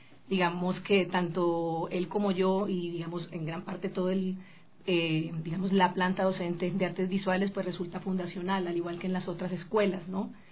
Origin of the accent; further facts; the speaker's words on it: Colombia; yo vengo de Colombia, yo recuerdo que yo me gradué con 5 personas.